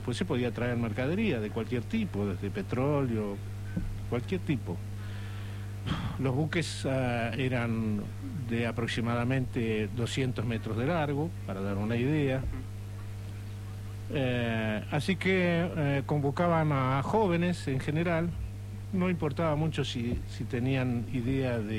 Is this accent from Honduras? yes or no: no; San Fernando, Buenos Aires Province, Argentina; yo soy de San Fernando, nacido y criado aquí.